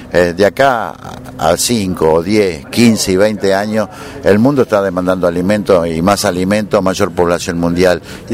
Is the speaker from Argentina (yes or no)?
yes; Argentina; lo dije con humildad de criollo y de hombre de campo, pero como argentino